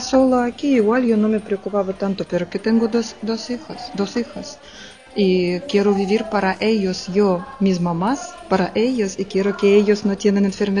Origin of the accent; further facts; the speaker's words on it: Russia; Spanish is a second language; moved away as an adult; now in Spain; pero yo no soy de aquí, yo soy rusa y aquí estoy casada con un hombre de aquí y vivo ya 3 años.